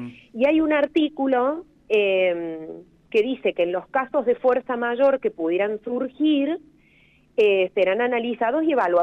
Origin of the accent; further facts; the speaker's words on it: Córdoba, Argentina; De hecho, yo soy cordobesa de origen.